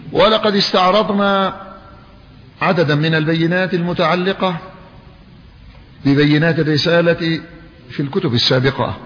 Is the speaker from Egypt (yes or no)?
no; Yemen; وأذكر بأن الحكومة اليمنية هي المعنية بالدفاع عن مواطنيها، وأنا مواطن يمني